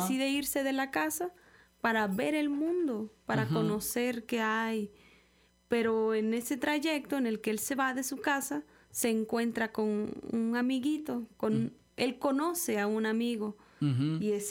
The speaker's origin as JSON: {"language": "Spanish", "town": "Tenosique", "region": "Tabasco", "country": "Mexico", "said": "De Tabasco. Soy del sur de Tabasco."}